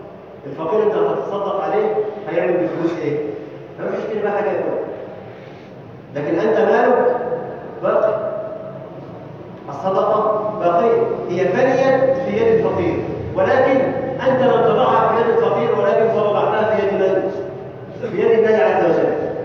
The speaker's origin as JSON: {"language": "Arabic", "country": "Egypt", "said": "اللهم اجعل بلدنا مصر امنا جمالا سلما سلاما سخاء رخاء"}